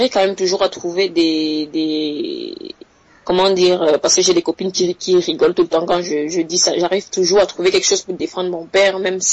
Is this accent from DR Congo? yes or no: no; Cameroon; c'est mon père qui est passé chez nous au Cameroun